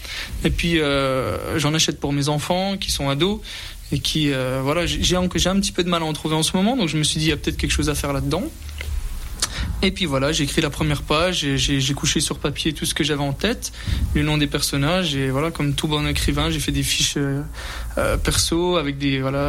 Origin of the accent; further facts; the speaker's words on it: Remiremont, Grand Est, France; j'ai 37 ans. J'habite Remiremont, je suis originaire de Remiremont de base. Et après de longs voyages, je suis revenu dans notre région